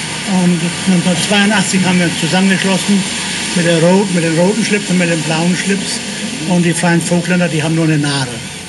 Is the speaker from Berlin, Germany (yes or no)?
no; Wyk auf Föhr, Schleswig-Holstein, Germany; born there; Ich bin geboren in Wiek auf Föhr, auf der Insel Nordinsel Föhr, an der dänischen Grenze.